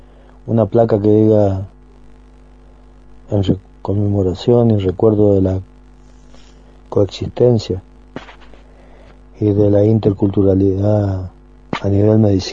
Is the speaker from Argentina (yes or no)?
yes; San Rafael, Mendoza, Argentina; Les estoy saludando y les estoy diciendo que soy de San Rafael Mendoza